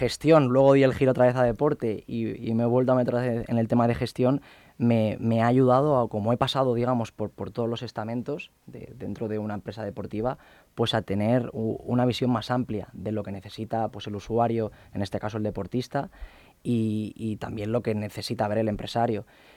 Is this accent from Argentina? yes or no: no; Balearic Islands, Spain; Yo soy de Mallorca, allí mi tío tiene un club de hockey y desde pequeño siempre hemos practicado hockey.